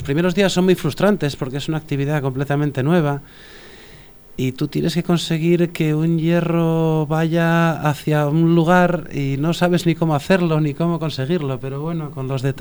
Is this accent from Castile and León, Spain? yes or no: yes; Pinilla de la Valdería, Castile and León, Spain; Sí, soy de Pinilla de la Valdería. Es un pueblo chiquitito de la provincia de León, casi lindando con Zamora y Portugal, sí.